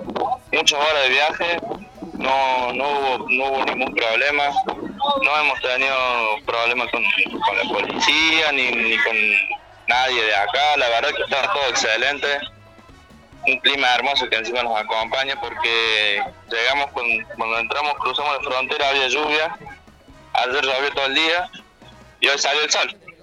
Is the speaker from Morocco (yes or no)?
no; Argentina; somos los únicos argentinos. Es una playa bastante, bastante grande.